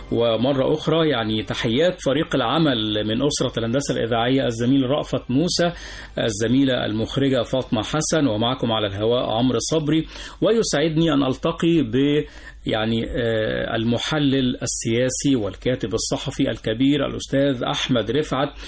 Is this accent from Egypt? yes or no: yes; Egypt; لكن إحنا بقى كمصريين، كشعب مصري